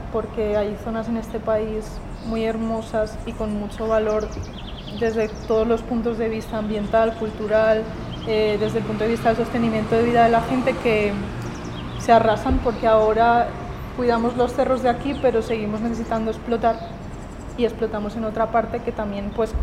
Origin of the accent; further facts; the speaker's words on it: Valencia, Valencian Community, Spain; now in Colombia; Yo soy española. De la costa mediterránea, yo vengo de una ciudad que se llama Valencia, está un poco más abajo de Barcelona. Estoy aquí en Colombia